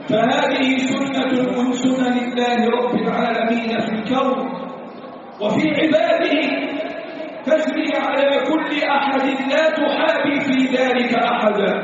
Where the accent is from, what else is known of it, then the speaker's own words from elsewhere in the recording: Egypt; اللهم احفظ بلادنا مصر